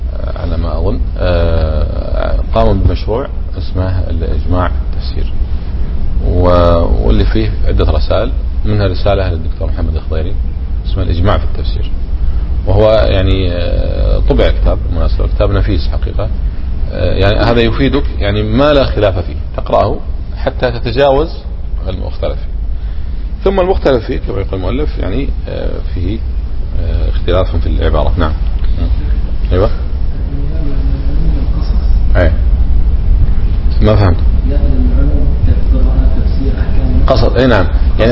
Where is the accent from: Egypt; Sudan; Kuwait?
Kuwait; موجود عندنا في الكويت هنا